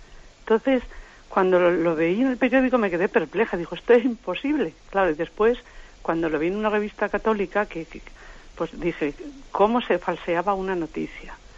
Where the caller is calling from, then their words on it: Madrid, Community of Madrid, Spain; de Madrid.